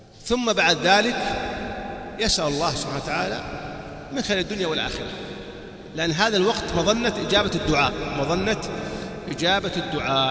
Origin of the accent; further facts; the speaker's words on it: Saudi Arabia; كنت أظن كما عندنا في السعودية أن هذا أذان الفجر